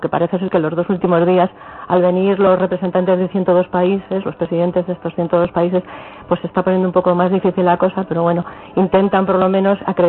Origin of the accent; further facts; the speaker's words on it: Aragon, Spain; Sí, de Aragón. Creo que somos una de las comitivas, por decirlo